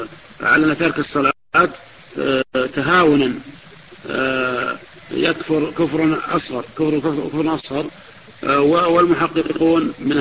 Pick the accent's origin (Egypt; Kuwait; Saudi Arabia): Saudi Arabia; Najd; كما يقول العوام عندنا في نجد يقول خشته